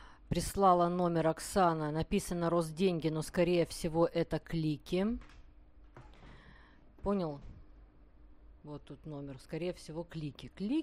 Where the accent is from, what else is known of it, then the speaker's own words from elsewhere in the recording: Ural, Russia; я все удивлялся, что мы тут с Урала, с ростовскими и краснодарскими на одной волне.